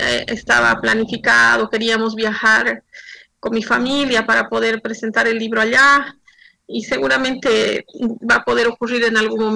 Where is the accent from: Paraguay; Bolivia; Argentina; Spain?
Bolivia; La Paz; born there; now in Santa Cruz, Bolivia; Desde Santa Cruz. Yo vivo en Santa Cruz ya hace 14 años, aunque nací en La Paz, que mencionabas.